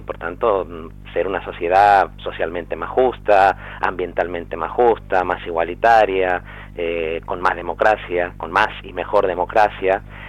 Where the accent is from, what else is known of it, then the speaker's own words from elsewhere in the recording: Argentina; also born or lived in Madrid; now in Spain; yo soy argentino de origen, por lo tanto, para mí Cataluña, como lo fue antes Madrid, porque en Madrid viví 4 años... es sobre todo una tierra de acogida, es la tierra donde nacieron mis hijos